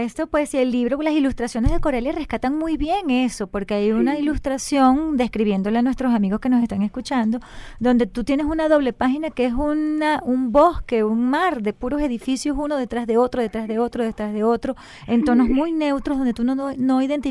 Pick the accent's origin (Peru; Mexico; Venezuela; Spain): Venezuela; Maracay, Aragua; nosotros que somos de Maracay, yo que soy de Maracay